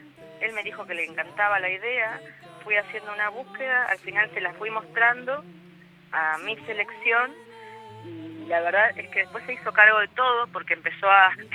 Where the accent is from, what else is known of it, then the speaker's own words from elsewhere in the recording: Argentina; No somos solo los argentinos.